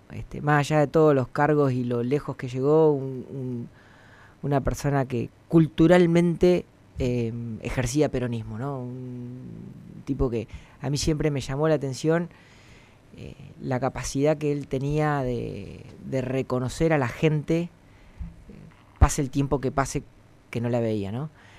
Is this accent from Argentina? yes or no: yes; La Pampa, Argentina; Si bien nací, me crié en La Pampa, soy hijo de platenses.